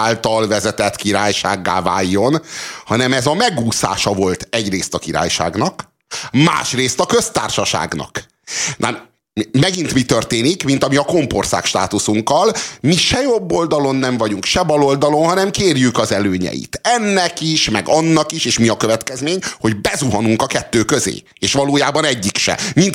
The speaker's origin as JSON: {"language": "Hungarian", "country": "Hungary", "said": "De mivel mi magyarok vagyunk, itt a Kossuth címer az, amire nem"}